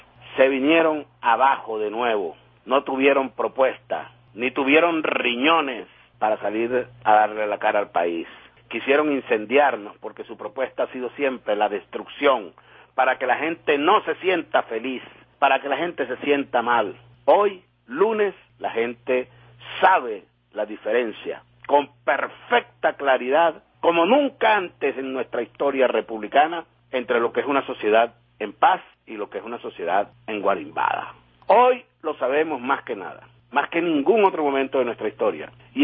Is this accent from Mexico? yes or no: no; Venezuela; nos gusta, como venezolanas y venezolanos, amanecer sin guarimbas.